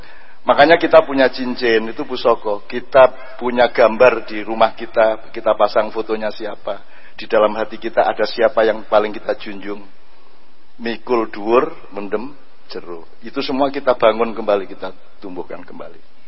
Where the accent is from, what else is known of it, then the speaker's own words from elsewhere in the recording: Special Region of Yogyakarta, Indonesia; Kalau kita orang Jogja, kita orang Jogja.